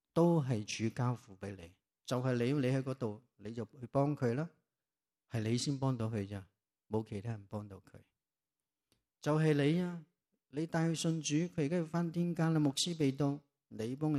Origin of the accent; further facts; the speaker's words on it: China; 泰国几十年前已经是开始我们中国人的宣教